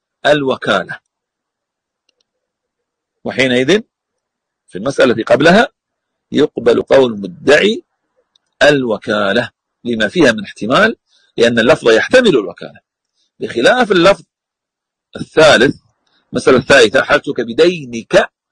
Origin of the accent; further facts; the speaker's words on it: Al-Ahsa, Eastern Province, Saudi Arabia; يقول أن هناك مصنف عندنا في الأحساء كتاب للقضاء بتفسير الألفاظ العامية